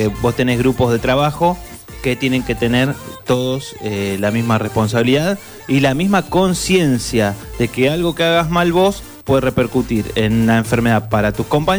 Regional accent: Argentina; al menos los argentinos, no olvidarnos que antes de ser de un partido político, somos argentinos.

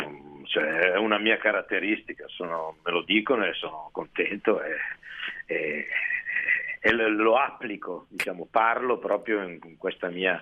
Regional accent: Milan, Lombardy, Italy; born there; Sono nato a Milano, sì, sono un cittadino ma anche uomo di bosco.

